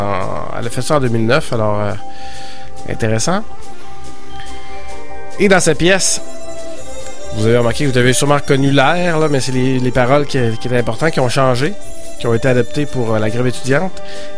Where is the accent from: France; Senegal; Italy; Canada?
Canada; Quebec; Vous savez, en tant que Québécois, on doit tous et toutes serrer la ceinture.